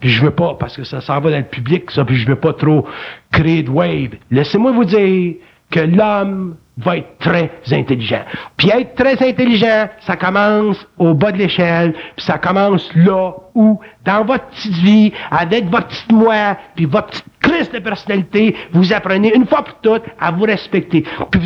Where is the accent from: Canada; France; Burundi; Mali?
Canada; Quebec; born there; C'est pour ça que je suis né au Québec.